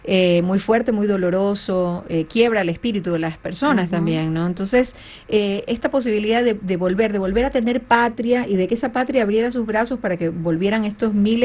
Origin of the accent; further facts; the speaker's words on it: Ecuador; gracias a todos ustedes por el interés en mi país